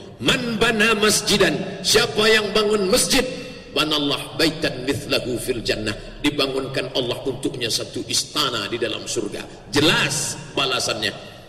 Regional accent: Pekanbaru, Riau, Indonesia; kuota kita Indonesia lumayan cukup jauh untuk kami dari Provinsi Riau, saya dari Pekanbaru

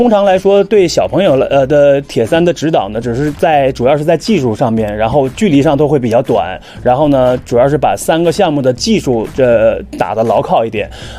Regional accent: China; 反正目前为止，我们中国人还没有一个进9小时的

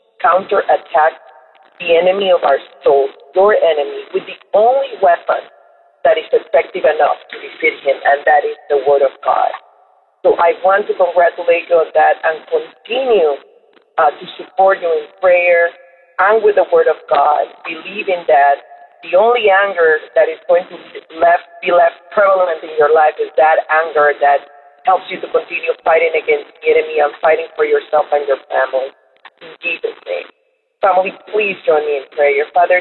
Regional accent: Panama; now in United States; I am Panamanian, but I'm also an American, and it's truly a privilege for me to be part of this great nation.

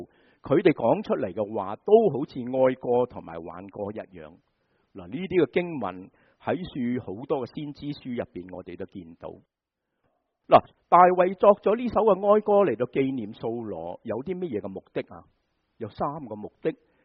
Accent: China; 这个就是原因，我们中国人都是一样的。

